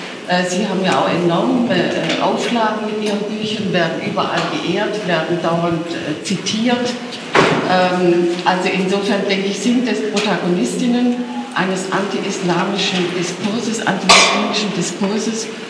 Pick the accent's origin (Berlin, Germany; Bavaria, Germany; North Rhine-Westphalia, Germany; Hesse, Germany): Berlin, Germany; ich komme aus Berlin.